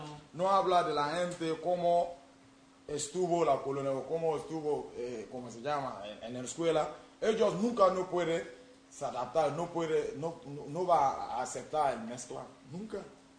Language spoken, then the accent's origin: Spanish; Burkina Faso; Spanish is a second language; Soy de Burkina Faso